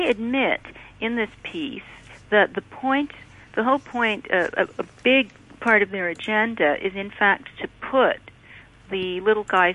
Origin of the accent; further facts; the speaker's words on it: Ottawa, Ontario, Canada; I grew up in Ottawa, which is where a lot of this is coming from.